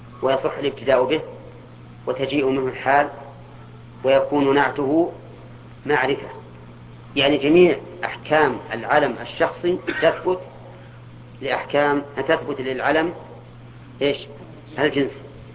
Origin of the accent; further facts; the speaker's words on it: Al-Qassim, Saudi Arabia; كنية عندنا في القصيم